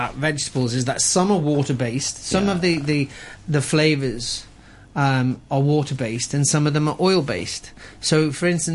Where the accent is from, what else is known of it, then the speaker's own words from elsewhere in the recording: Liverpool, North West England, United Kingdom; I'm from Liverpool